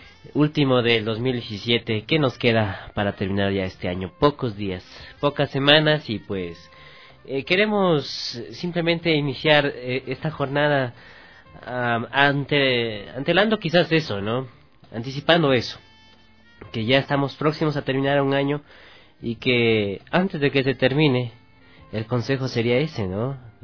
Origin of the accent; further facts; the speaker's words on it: Ecuador; Cómo vivimos como ecuatorianos también